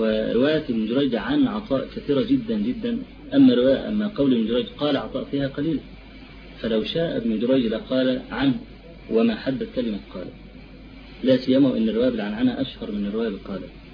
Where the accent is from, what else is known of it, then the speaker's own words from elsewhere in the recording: Egypt; هو في عندنا في مصر